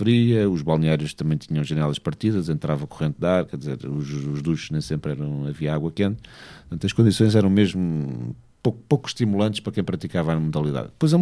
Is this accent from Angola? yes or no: yes; Angola; born there; also born or lived in Portugal; por acaso não nasci em Portugal, nasci em Angola, mas ter vivido em Portugal